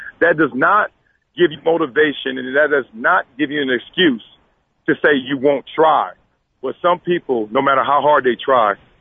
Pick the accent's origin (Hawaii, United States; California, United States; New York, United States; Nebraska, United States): California, United States; Compton; I grew up in Compton, California